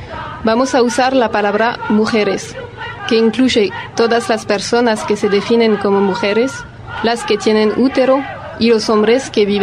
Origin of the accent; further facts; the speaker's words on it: France; Spanish is a second language; Somos dos francesas viajando por Argentina